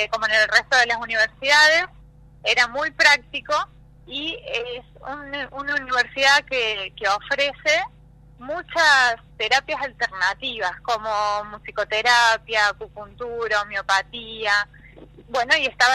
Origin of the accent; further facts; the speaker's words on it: Córdoba, Argentina; born there; now in Buenos Aires, Argentina; nací en Córdoba, y estudié en Buenos Aires durante 10 años